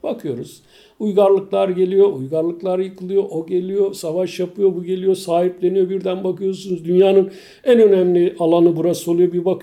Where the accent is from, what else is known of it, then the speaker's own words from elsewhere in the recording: Bozköy, Çanakkale, Turkey; moved away as an adult; ben aslında yani 55 yıl önce Çanakkale'de doğmuşum. Yaşım 55. Dolayısıyla Çanakkale'de Geyikli bölgesinde bulunan Bozköy diye bir köyde. Baba memleketim orası. Aile memleketim orası.